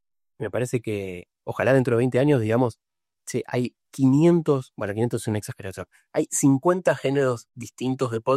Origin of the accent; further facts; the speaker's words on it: Rosario, Santa Fe, Argentina; Yo soy de Rosario, siempre en Rosario.